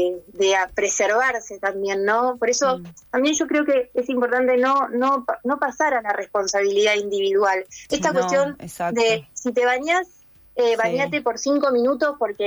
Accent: Argentina; Hoy como argentinos nos une el sí a la educación pública, libre, gratuita, ¿no?

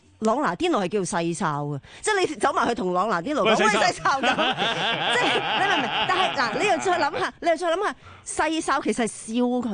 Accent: Hong Kong; 你知唔知我哋香港人点叫你噶？

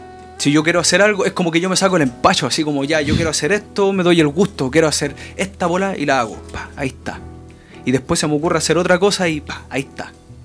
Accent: Santiago Metropolitan, Chile; mi casa donde yo nací y me crié, pues allá en Los Valledor, ¿cachai? Y este disco se trabajó en un quinto piso. Yo vivo ahora en el límite de Estación Central con Pudahuel Sur, ¿cachai? Hay en unas viviendas sociales

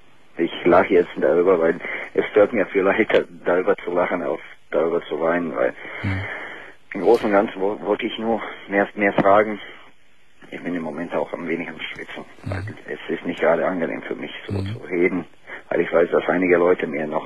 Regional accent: Bosnia & Herzegovina; German is a second language; Aus Bosnien.

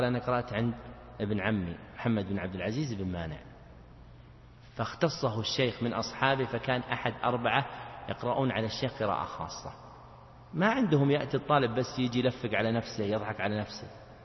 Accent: Najd, Saudi Arabia; مثل ما يقول العوام عندنا في نجد

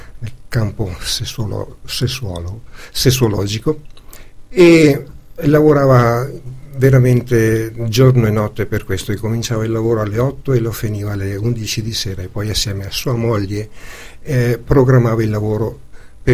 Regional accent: Veneto, Italy; perché io come veneto

